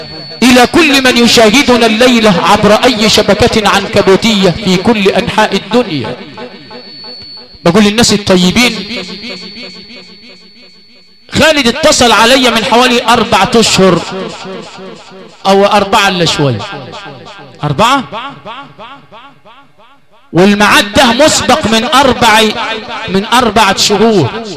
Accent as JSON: {"language": "Arabic", "region": "Sharqia Governorate", "country": "Egypt", "said": "عندنا في الشرقية علشان قرى امي بتقول لي الصبر علقم"}